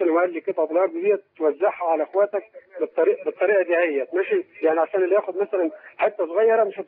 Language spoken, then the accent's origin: Arabic; Egypt; now in Libya; بقول لك انا قاعد في ليبيا. انا مصري.